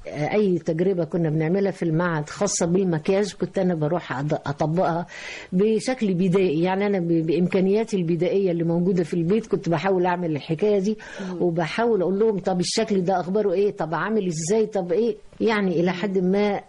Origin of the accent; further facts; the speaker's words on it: Egypt; في النهاية احنا بنحمل جوانا، انا مش عايز اقول الشركسي وإلى آخره، لكن عايز اقول ان انا مصرية 100%.